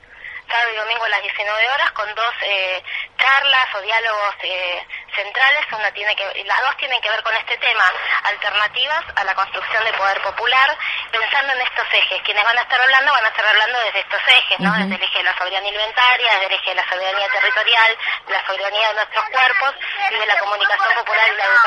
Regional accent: Argentina; como somos argentinos, y las argentinas somos en general muy también, digamos, de presentarnos en la calle

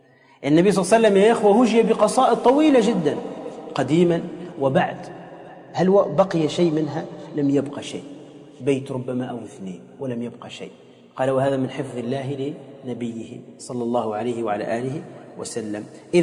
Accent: Tunisia; ممن هو مشهور عندنا في تونس

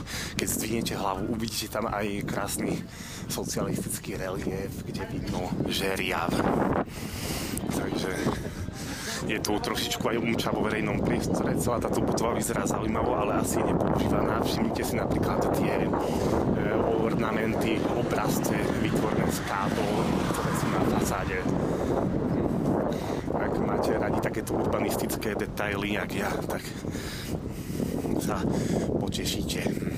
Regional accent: Košice, Košice Region, Slovakia; ja som z Košic, takže čau

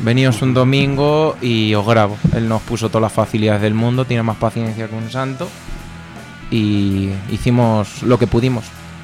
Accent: Alcázar de San Juan, Castilla-La Mancha, Spain; él es del Toboso, yo soy de Alcázar de San Juan

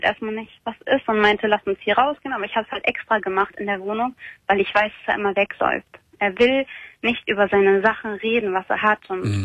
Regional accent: Germany; Ich bin Deutsche, ja, genau.

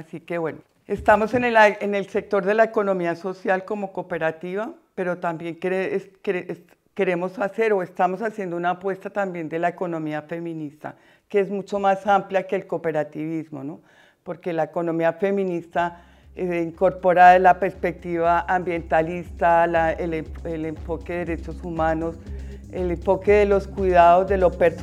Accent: Madrid, Community of Madrid, Spain; la mayoría somos de Vallecas.

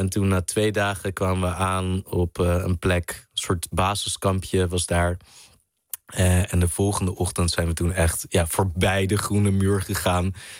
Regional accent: Netherlands; Als Nederlander niet.

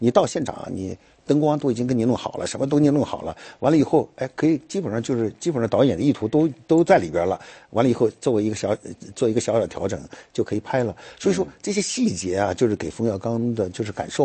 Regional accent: China; moved away as an adult; now in Japan; 我在这之前我从中国过来。

